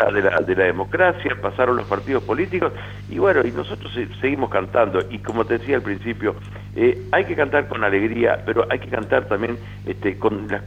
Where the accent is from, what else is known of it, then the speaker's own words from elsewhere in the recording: Rivera, Uruguay; moved away; also born or lived in Montevideo; cuando me fui de Rivera, mirá, ese es el que se fue para Montevideo, y en Montevideo era el vallano de Rivera